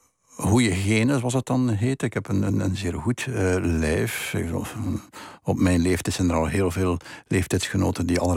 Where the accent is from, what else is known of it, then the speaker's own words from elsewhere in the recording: Flanders, Belgium; de plaats waar ik opgegroeid ben. De plaats, dat is West-Vlaanderen, dat is een vrij streng gebied. Mocht het niet katholiek zijn, ik zou het Calvijns noemen.